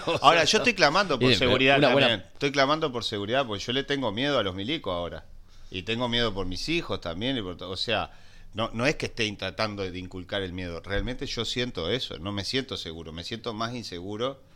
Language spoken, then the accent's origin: Spanish; Uruguay; en Uruguay, en este país, todos somos uruguayos